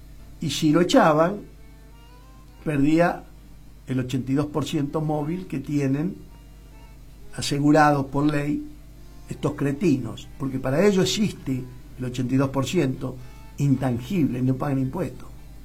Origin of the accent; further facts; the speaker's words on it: Argentina; ¿Somos o no somos pelotudos los argentinos?